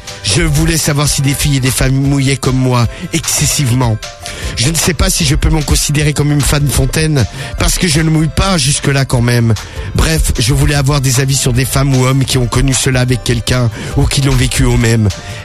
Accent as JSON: {"language": "French", "town": "Salindres", "region": "Occitanie", "country": "France", "said": "Et je suis de Salindres."}